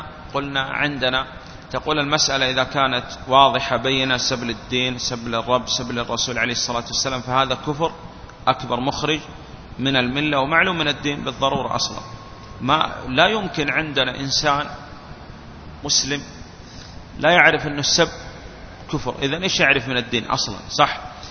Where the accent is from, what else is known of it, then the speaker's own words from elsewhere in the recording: Saudi Arabia; والآن نحن عندنا في السعودية